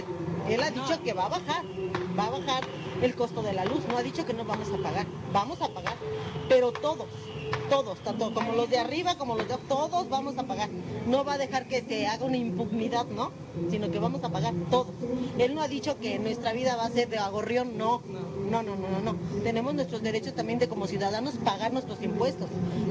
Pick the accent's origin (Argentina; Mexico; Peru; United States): Mexico; Magdalena Contreras, Mexico City; No, digo que somos de la Magdalena Contreras.